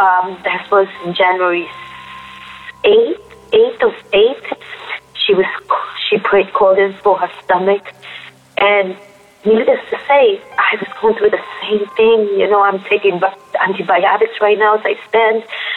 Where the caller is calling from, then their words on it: Queens, New York, United States; I'm calling from Queens, New York.